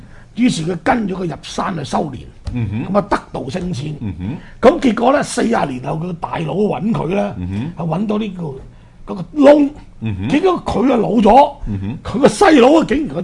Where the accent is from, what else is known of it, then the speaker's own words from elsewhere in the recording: Hong Kong; 又我哋香港人要捐錢重建翻